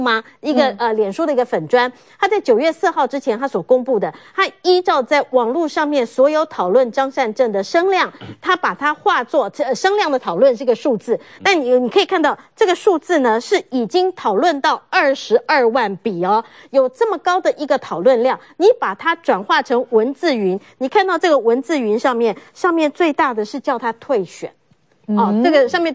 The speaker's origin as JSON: {"language": "Chinese", "country": "Taiwan", "said": "你骗是骗我们台湾人的民众的血汗钱"}